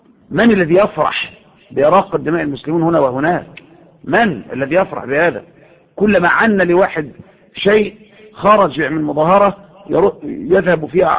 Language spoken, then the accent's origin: Arabic; Egypt; المظاهرات اللي عندنا في مصر